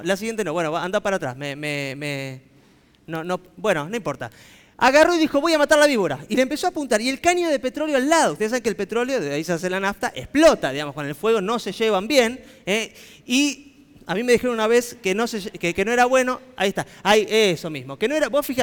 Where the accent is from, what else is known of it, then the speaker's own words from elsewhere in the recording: Buenos Aires, Argentina; yo que nací en Buenos Aires, viví en Buenos Aires, sigo en Buenos Aires